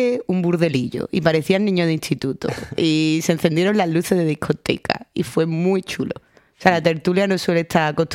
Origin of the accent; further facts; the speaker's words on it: Seville, Andalusia, Spain; voy a ir para allá a intentar darlo todo a mi ciudad natal